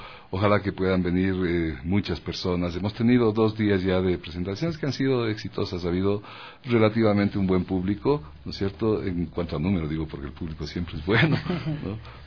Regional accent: Ecuador; el sentir de lo que somos los ecuatorianos

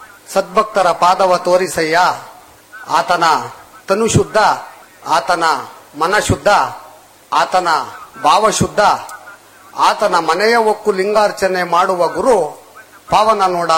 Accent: Kadur, Karnataka, India; ನಂದು ಚಿಕ್ಕಮಗಳೂರು ಜಿಲ್ಲೆ ಕಡೂರು ತಾಲೂಕು, ಒಂದು ಪುಟ್ಟ ಹಳ್ಳಿ, ಶ್ರೀಕವಿ ಲಕ್ಷ್ಮೀಶ ಕವಿ ಹುಟ್ಟಿದಂತ ಒಂದು ಹಳ್ಳಿ. ಆ ಹಳ್ಳಿನಲ್ಲಿ ನಾನು ಮೂಲತಃ ಕೃಷಿಕ

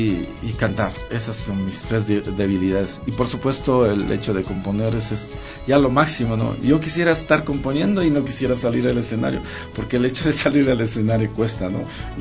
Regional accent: Otavalo, Imbabura, Ecuador; yo soy de Otavalo y de un barrio donde nunca ha entrado la iglesia. No ha entrado, no hay ninguna iglesia, o sea que somos muy rebeldes, ¿no? Entonces, y es el barrio más pobre que hay en Otavalo.

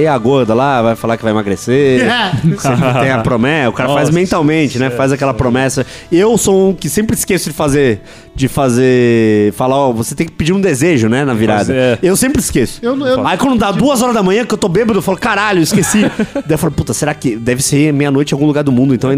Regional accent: Santos, São Paulo, Brazil; Eu sou de Santos também.

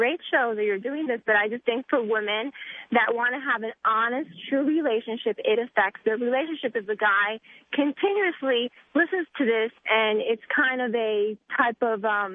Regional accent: East Coast, United States; now in California, United States; I am living here, but I'm from the East Coast.

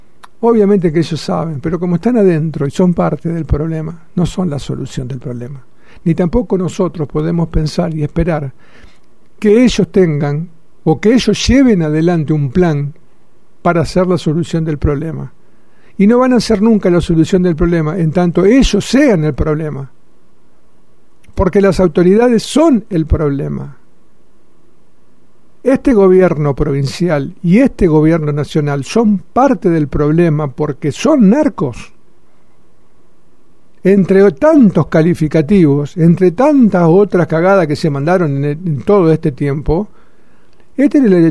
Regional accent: Argentina; Descubrió que ahora somos argentinos.

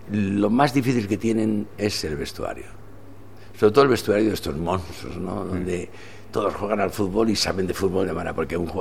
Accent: Spain; continuamente estamos diciendo a la vida que somos españoles, pero de una manera natural

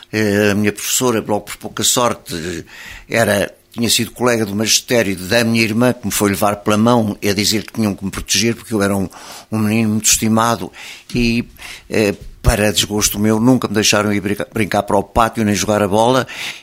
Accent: Lisbon, Portugal; born there; Eu nasci em Lisboa no dia 29 de julho de 1927, às 5:30 da tarde.

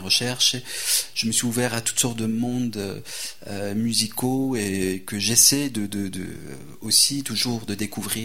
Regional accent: Tehran, Tehran Province, Iran; J'ai vécu mon enfance à Téhéran, mais c'était les années de la guerre entre l'Iran et l'Irak.

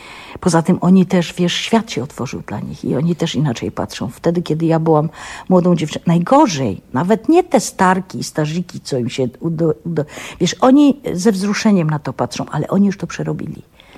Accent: Silesian Voivodeship, Poland; Ja już jestem Ślązaczką, ja się nią urodziłam, ja nią jestem i ja nią umrę.

